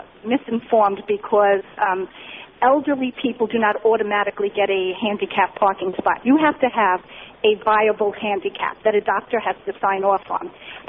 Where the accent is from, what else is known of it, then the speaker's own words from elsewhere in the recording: New York, United States; especially in New York, I'm from New York and I visit there frequently